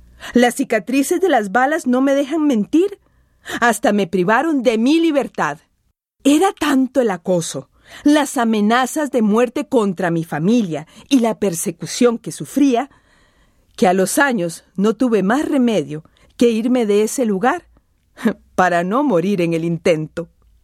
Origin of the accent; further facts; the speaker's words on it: San José, Costa Rica; born there; Nací en la Legua de Acerrí, San José, Costa Rica, y después me fui a vivir a Pérez Zeledón.